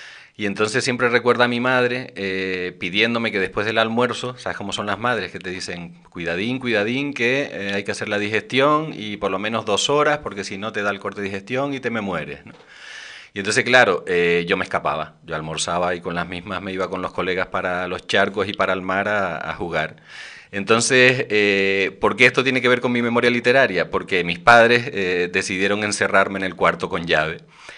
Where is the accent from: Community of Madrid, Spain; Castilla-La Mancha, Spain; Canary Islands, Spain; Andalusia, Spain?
Canary Islands, Spain; El Hierro; Mi infancia en la Isla del Hierro yo creo que es absolutamente imborrable.